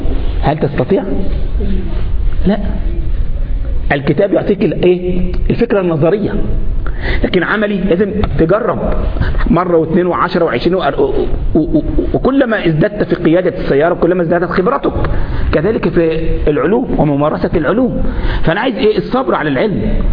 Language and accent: Arabic; Egypt; مش بعض الشباب عندنا في مصر كان عنده كده بتاع 12 13 سنه